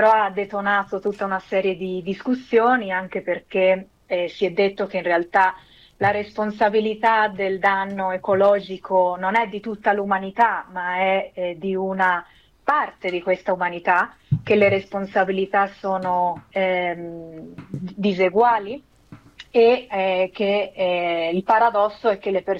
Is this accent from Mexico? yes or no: yes; Mexico; io sono messicana, sono figlia di una messicana che è migrata in Italia, a Firenze, e che poi si è sposata con un italiano che è mio padre, e quindi ho la doppia cittadinanza